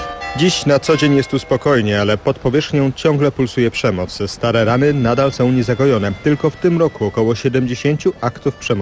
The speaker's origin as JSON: {"language": "Polish", "region": "Northern Ireland", "country": "United Kingdom", "tie": "born or raised there", "said": "Jestem z północy. Dorastałem podczas kłopotów."}